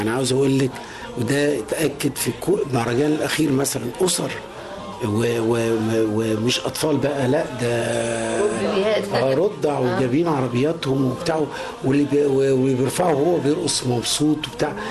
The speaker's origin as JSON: {"language": "Arabic", "country": "Egypt", "said": "أغنى واحد وفخور جدا إن أنا أكون مصري وسط هذا الجمهور العظيم"}